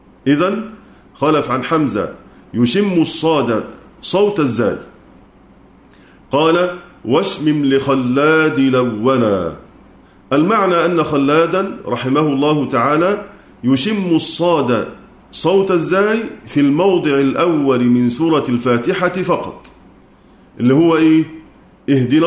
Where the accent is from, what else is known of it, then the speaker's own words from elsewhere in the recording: Egypt; وإلا فصوت الظاء العامية كما عندنا في مصر مثلا